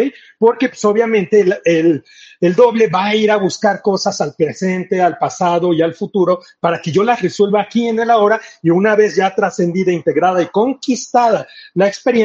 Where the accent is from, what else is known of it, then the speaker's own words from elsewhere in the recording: Mexico City, Mexico; yo soy del DF y en el DF pues todo lo tenemos planeado de una manera diferente.